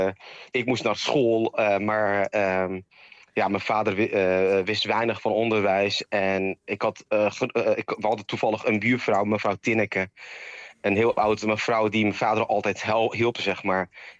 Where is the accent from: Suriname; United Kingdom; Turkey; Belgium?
Turkey; Bursa; Dutch is a second language; now in Netherlands; En ik kom zelf uit Bursa, een grote, moderne stad.